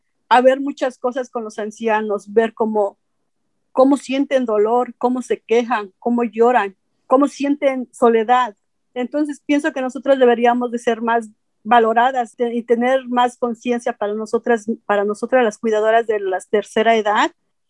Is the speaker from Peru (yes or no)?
no; State of Mexico, Mexico; moved away as an adult; now in Huntington Beach, United States; Soy originaria del Estado de México. Tengo 56 años. Inmigré a los Estados Unidos en 1991. Actualmente vivo en Huntington Beach.